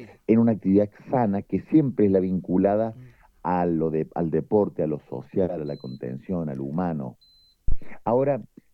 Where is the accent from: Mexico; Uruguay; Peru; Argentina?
Argentina; Córdoba; desde mi humilde lugar, como cordobés, como legislador provincial